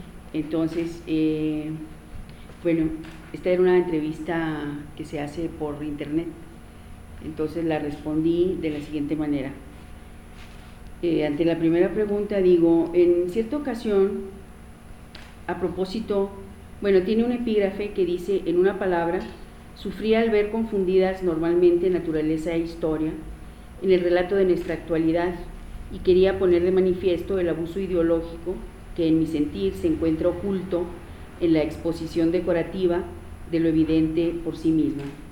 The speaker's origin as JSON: {"language": "Spanish", "town": "Manuel Benavides", "region": "Chihuahua", "country": "Mexico", "tie": "born there", "said": "nací en Manuel Benavides, un pueblo al este del estado de Chihuahua, ubicado río de por medio frente a Lajitas, Texas"}